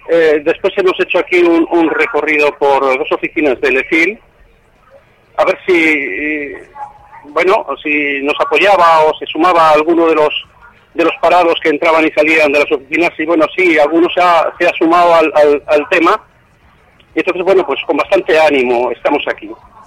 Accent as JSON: {"language": "Spanish", "town": "Valladolid", "region": "Castile and León", "country": "Spain", "said": "Sí, soy de aquí, de Valladolid."}